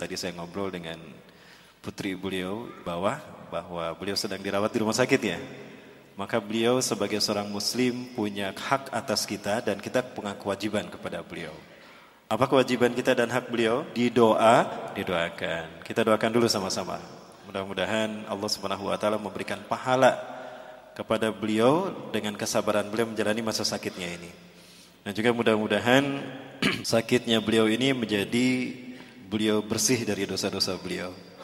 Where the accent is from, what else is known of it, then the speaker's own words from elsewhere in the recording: Bandung, West Java, Indonesia; Saya asli dari Bandung, kelahiran Bandung dan keluarga Bandung Padang ya. Ibu saya dari Bandung, ayah saya putra Padang, Bukit Tinggi, Sungai Buar. Jadi Sunda Padang, Pak.